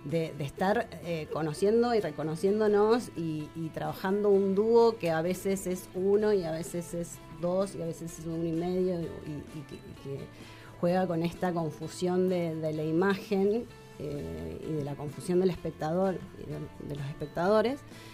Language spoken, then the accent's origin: Spanish; Mendoza, Argentina; also born or lived in Buenos Aires, Argentina; nos vinimos todos a Mendoza y mi infancia, mi adolescencia, hasta los 20 fue en Mendoza, digamos. Crecí en Mendoza, pero después estuve 12 años en Buenos Aires y hace 3 volví.